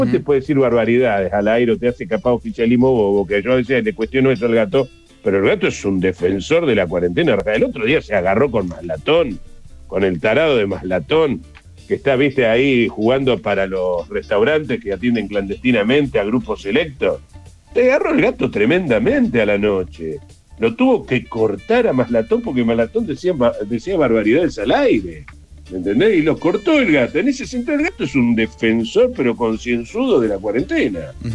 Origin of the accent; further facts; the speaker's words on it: Santa Fe, Argentina; Claro, santafesino. Tengo la pesada herencia de ser hijo de santafesino y ser santafesino también, porque me siento santafesino.